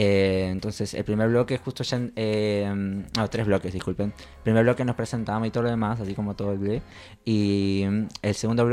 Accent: Peru; now in Argentina; yo vengo de la escena de Perú.

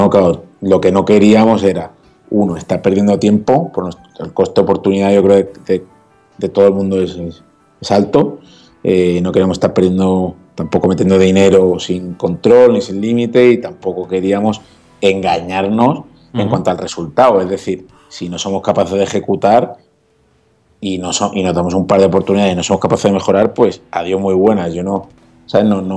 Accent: Málaga, Andalusia, Spain; now in Madrid, Spain; yo, que soy pues medio de Málaga, medio de Madrid, o adoptado, hijo adoptivo en Madrid, y llegamos a Madrid

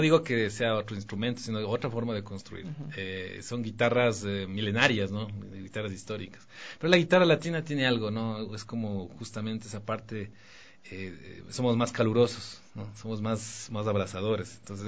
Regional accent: Quito, Pichincha, Ecuador; Me confundía con mexicano, digo, no, yo soy quiteño

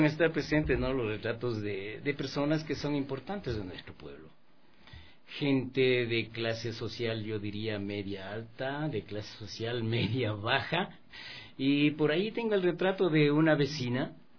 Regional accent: Pintag, Pichincha, Ecuador; yo soy de Pintas realmente para mí es un hermoso lugar con unos paisajes maravillosos, con gente maravillosa.

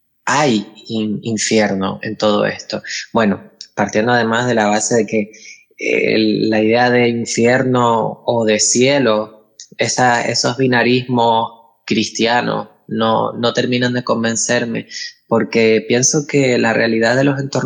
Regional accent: Buenavista del Norte, Canary Islands, Spain; cuando se celebraron allí en mi pueblo, en Buenavista del Norte, una jornada sobre diversidad sexual en los entornos rurales

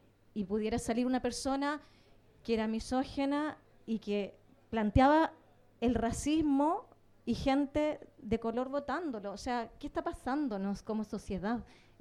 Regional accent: Patagonia, Chile; yo soy chilena. He vivido muchos conflictos desde mi infancia. Vengo de una zona del sur de Chile, que es la Patagonia

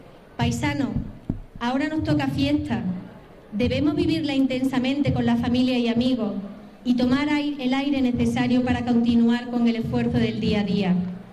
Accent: Jódar, Andalusia, Spain; la gente de mi pueblo. Queridos paisanos, viva la Feria de Jodar, viva el Santísimo Cristo de la Misericordia, viva Jodar.

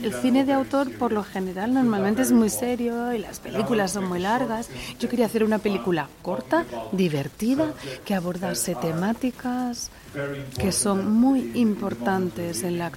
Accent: Portugal; Spanish is a second language; algo que no se había visto en Portugal, en el cine antes, a lo mejor en la cinematografía sí, pero en mi país no.

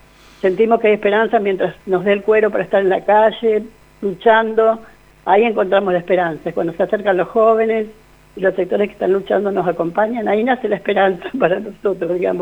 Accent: Chaco, Argentina; Bueno, yo soy del Chaco

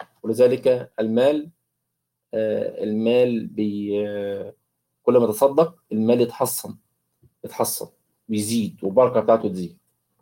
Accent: Egypt; كيلو اللبن ب 35 جنيه ولا ب 40 جنيه عندنا في مصر

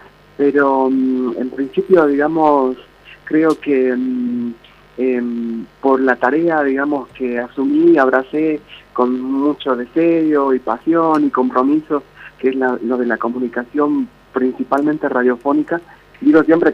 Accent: Tartagal, Salta, Argentina; yo soy de Tartagal, de la provincia de Salta, he nacido ahí y he vivido más de 40 años en este pueblo, en una ciudad, digamos, que está al límite ya de la frontera con la hermana República de Bolivia

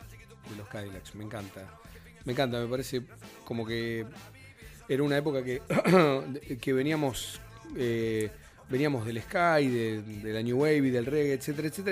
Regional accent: Buenos Aires, Argentina; born there; nacimos en el mismo lugar, en la maternidad italiana de la ciudad de Buenos Aires.

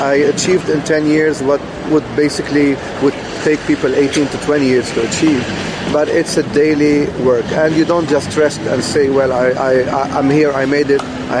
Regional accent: Beirut, Beirut Governorate, Lebanon; I come from a very poor country. It's called Lebanon.

